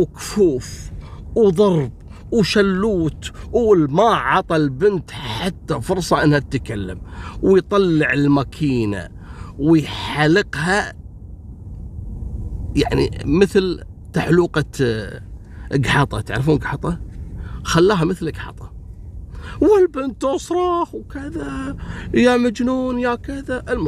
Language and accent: Arabic; Kuwait; نفس الحادث حصلت عندنا في الكويت